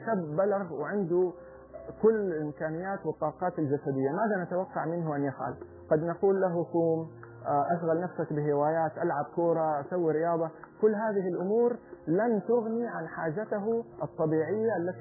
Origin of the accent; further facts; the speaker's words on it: Saudi Arabia; في عادة كانت جميلة عندنا في السعودية